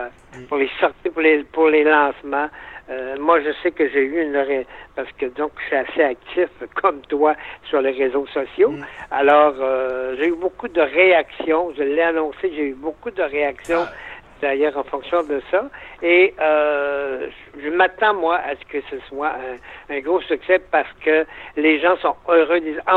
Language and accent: French; Quebec, Canada; je suis original de l'Abitibi.